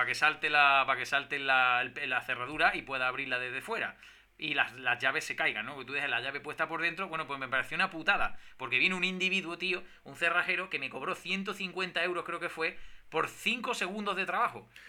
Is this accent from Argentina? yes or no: no; Spain; yo soy español.